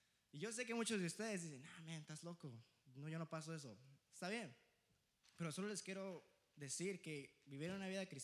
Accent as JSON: {"language": "Spanish", "region": "Mexico City", "country": "Mexico", "said": "que los chilangos, que acá, aquí yo, sí, soy chilango"}